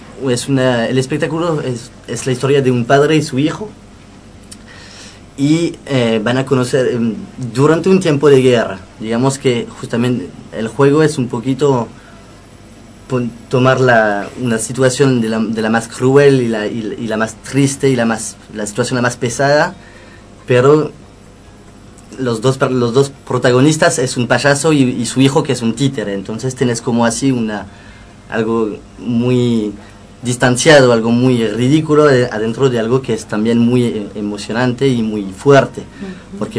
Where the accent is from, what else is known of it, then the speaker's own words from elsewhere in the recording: Hauts-de-France, France; born there; Spanish is a second language; Yo soy francés, claro, nací en Francia, en el norte de Francia, de cerca de Bélgica, del túnel bajo la Mancha. Uh-huh. Una zona gris, lluviosa.